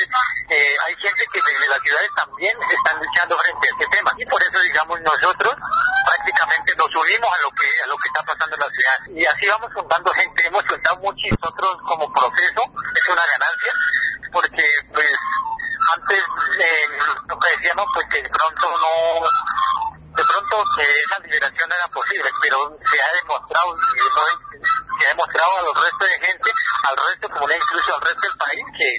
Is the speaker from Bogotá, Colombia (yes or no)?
no; Cauca, Colombia; como decimos nosotros en el norte del Cauca